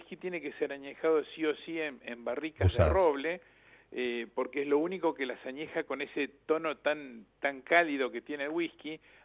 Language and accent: Spanish; La Plata, Buenos Aires Province, Argentina; now in Carlos Casares, Argentina; Yo en realidad soy platense, pero hace más de 20 años que estoy radicado en Casares.